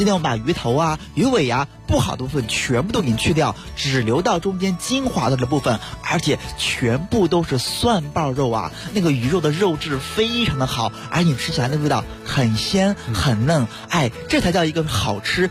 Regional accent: Beijing, China

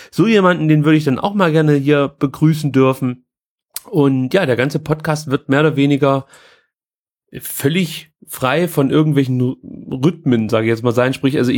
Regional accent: East Germany, Germany; bei uns in der DDR hieß das Hort

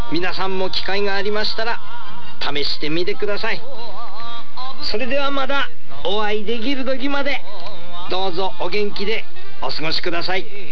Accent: Iwate, Japan; 私のふるさと岩手では里芋はもちろん秋の味覚を入れて楽しみます。

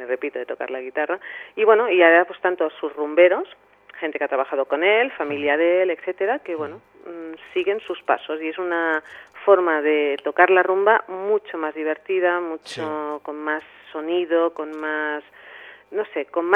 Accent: Catalonia, Spain; yo no soy facha, yo soy catalana española

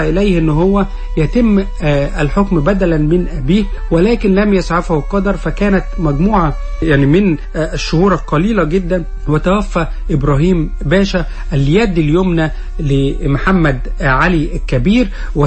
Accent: Egypt; انما نحن كمصريين نعتبر الفترة المملوكية أو العصر المملوكي في مصر

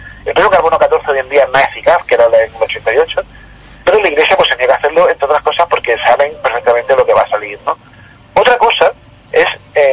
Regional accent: Jaén, Andalusia, Spain; Eso sí, yo soy de Jaén, no se lo diga a la gente de Jaén.

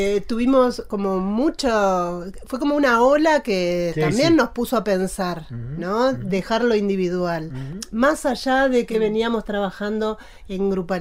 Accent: Paraná, Entre Ríos, Argentina; now in El Bolsón, Argentina; Yo soy oriunda de Entre Ríos.

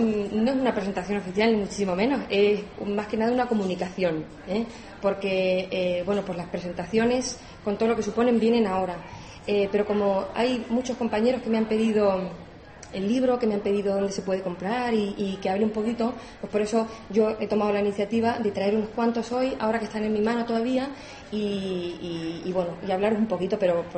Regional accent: Extremadura, Spain; Yo soy extremeña, no tengo patria aquí, mi padre ni nada.

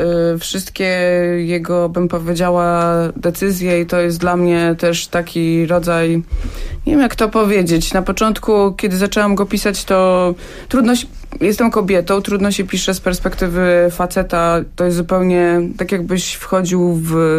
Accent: Hajnówka, Podlaskie Voivodeship, Poland; moved away as an adult; ja pochodzę z Podlasia. Mieszkałam w Hajnówce do końca liceum

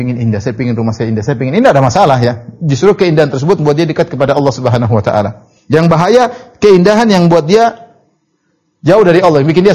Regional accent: Papua, Indonesia; meskipun saya belum pernah ke sana, padahal saya orang Papua, ya.

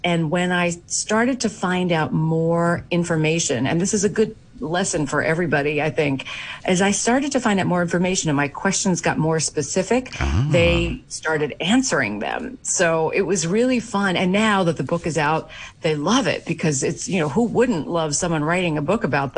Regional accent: New York, United States; My mother always told me these stories when I was growing up in New York in the 70s.

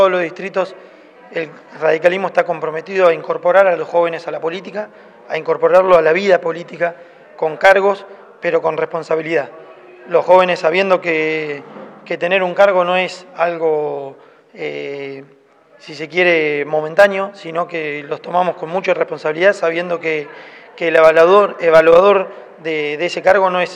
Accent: Argentina; es muy consciente del momento que estamos viviendo como argentinos

